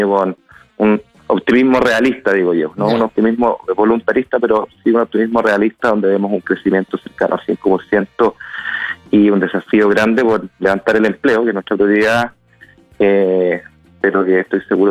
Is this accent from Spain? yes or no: no; Chile; Hablo como ciudadano, hablo como autoridades, hablo como chileno.